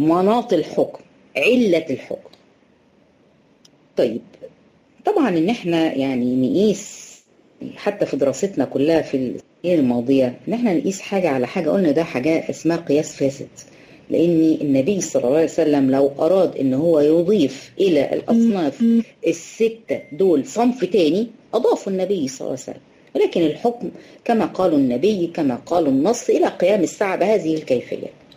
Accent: Egypt; طبعا احنا هنا عندنا في مصر برضو الفول ده يعد من ايه قوت البلد، الناس كلها بتفطر فول،

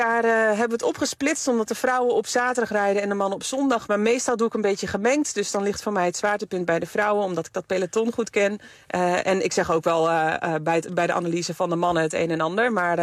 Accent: Netherlands; als je daar als Nederlander onderdeel van mag zijn, dat is echt fantastisch.

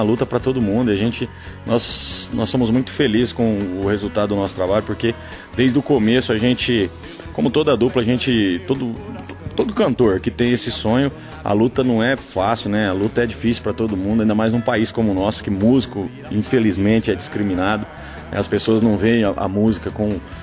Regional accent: Tangará da Serra, Mato Grosso, Brazil; Justamente por ter passado a maior parte da minha vida, ter começado a escrever a minha história mesmo lá. Então eu sou filho de Tangará da Serra, lá no Mato Grosso.

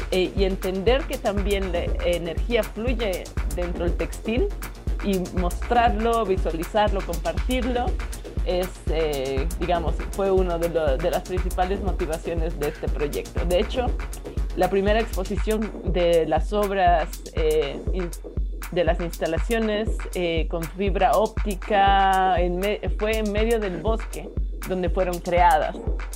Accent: Bolivia; qué tipo de tecnología estábamos usando como artistas bolivianos

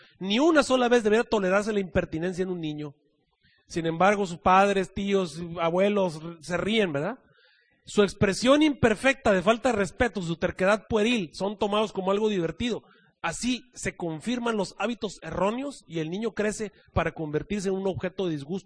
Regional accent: Mexico; moved away; cuando yo me vine de México

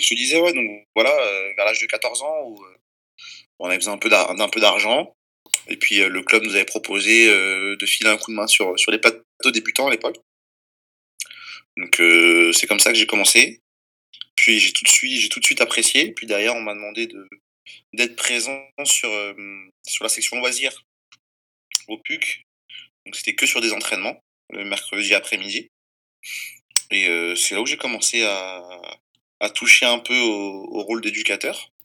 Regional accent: Paris, Île-de-France, France; Donc j'ai grandi sur Paris, dans le 15e arrondissement. J'y ai passé quasiment toute ma vie.

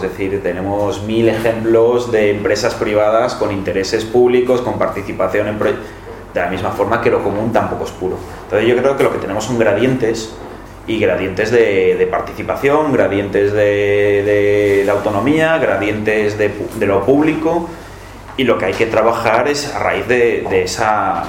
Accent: Barcelona, Catalonia, Spain; Yo que vengo de Barcelona, pues tengo una red de bibliotecas estupenda

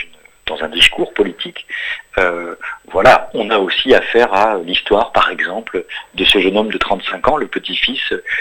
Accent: France; born there

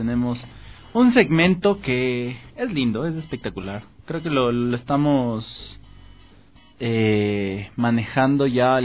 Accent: Quito, Pichincha, Ecuador; born there; No, yo nací en Santa Prisca.

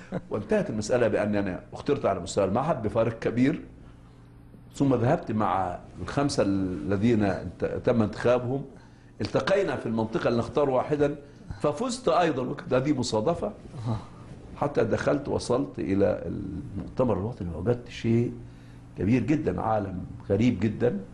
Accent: Egypt; born or raised there

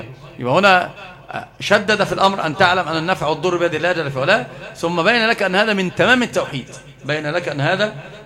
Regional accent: Egypt; وأنت ترى يعني عندنا في مصر

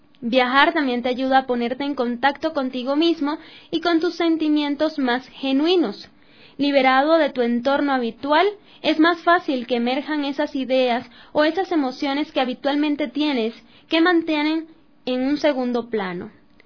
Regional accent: Venezuela; Yo soy venezolana

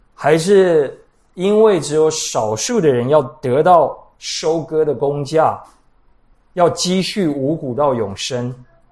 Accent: Taiwan; 我们台湾人太注重礼尚往来

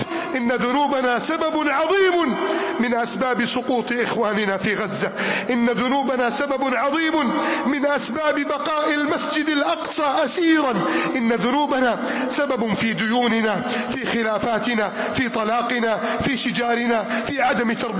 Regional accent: Egypt; اللهم احفظ بلدنا مصر من كيد الكائدين وحقد الحاقدين وتربص المجرمين

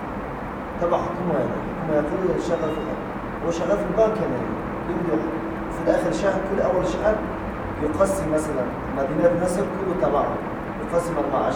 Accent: Russia; Arabic is a second language; عندنا في روسيا يا أخي

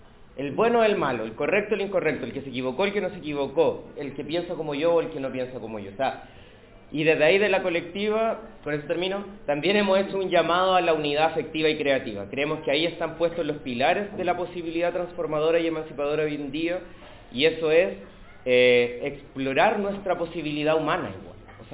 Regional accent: Temuco, Araucanía, Chile; venimos de Temuco, yo estoy en un tránsito en este momento en Santiago, pero nuestro activismo está allá, nos posicionamos desde

